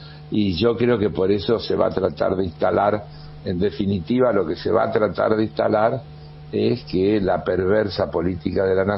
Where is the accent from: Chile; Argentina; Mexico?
Argentina; Buenos Aires; yo soy ciudadano porteño, uh-huh, vivo, disfruto